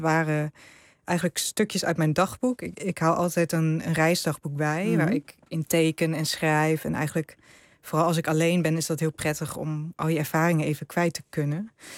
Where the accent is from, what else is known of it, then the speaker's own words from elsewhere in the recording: Netherlands; Hij vroeg natuurlijk waar ik vandaan kom. En ik zei ja, uit Nederland. En toen bleek uiteindelijk dat, nou ja, mijn vader is een Indo en zijn vader was een Hollander.